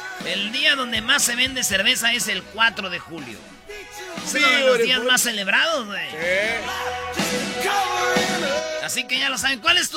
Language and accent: Spanish; Atlanta, Georgia, United States; Atlanta. I'm from Atlanta. O sea, soy de Atlanta.